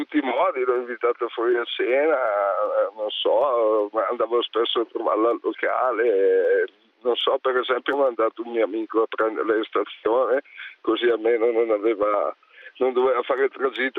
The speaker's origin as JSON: {"language": "Italian", "town": "Bergamo", "region": "Lombardy", "country": "Italy", "lives_now": "Como, Italy", "said": "Ma io sono bergamasco, ma abito a Como."}